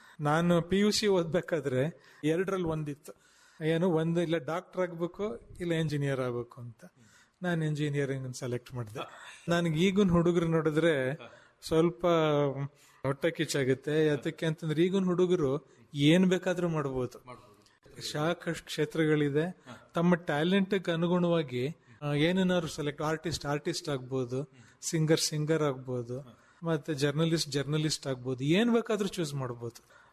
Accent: Mysore, Karnataka, India; born there; ನಮ್ಮ ತಂದೆ ಮುಳ್ಳೂರಿನವರು, ನಾನು ಹುಟ್ಟಿದ ಮೈಸೂರಲ್ಲಿ. ನಮ್ಮ ತಂದೆಯವರು ಫಾರ್ಮಿಂಗ್ ಬ್ಯಾಕ್ಗ್ರೌಂಡಿಂದ ಬಂದವರು, ರೈತ ಬ್ಯಾಕ್ಗ್ರೌಂಡಿಂದ ಬಂದವರು.

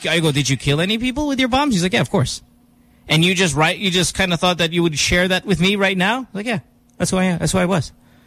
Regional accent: Central Luzon, Philippines; I'm from Bulacan. Oh, I'm from Bukawi.

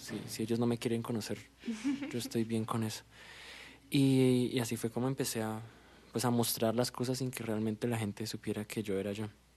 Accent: Duitama, Boyacá, Colombia; yo vengo de Duitama, Boyacá.

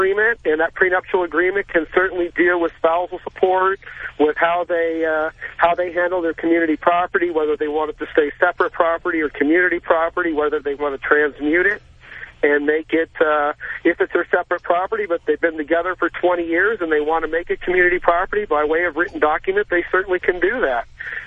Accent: California, United States; I'm a lawyer from Orange County, California, and I do divorce law.

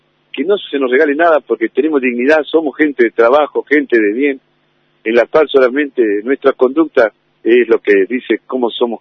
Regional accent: Tierra del Fuego, Argentina; now in Río Negro, Argentina; mis nietos son rionegrinos, tengo familia rionegrina y bueno, yo soy oriundo de Tierra del Fuego, pero vine hace mucho tiempo acá y me encariñé con este lugar, me gustó.

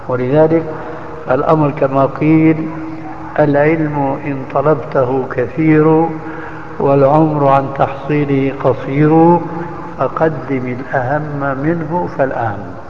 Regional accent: Syria; ايه كانوا من كما يقولون عندنا في سوريا في الجماعة من عظم الرقبة

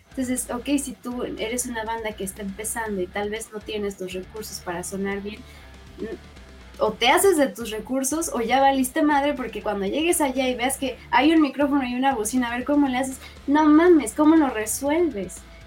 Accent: Mexico; Somos mexicanos y nuestra propuesta musical está siendo influenciada por muchos

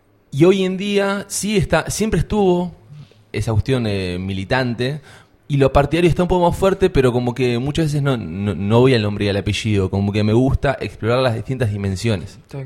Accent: Turdera, Buenos Aires Province, Argentina; Que nací y viví en Turdera

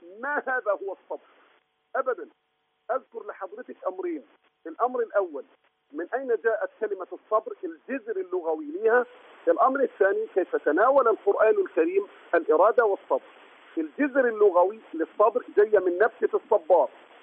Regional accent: Egypt; كلنا كمصريين مسلمين مسيحيين كلنا مواطنين كلنا مصريين

